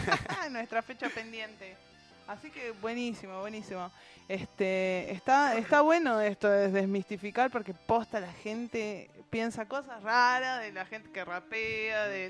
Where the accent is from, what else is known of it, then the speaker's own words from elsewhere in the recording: Buenos Aires, Argentina; yo soy porteña y allá la onda es media así.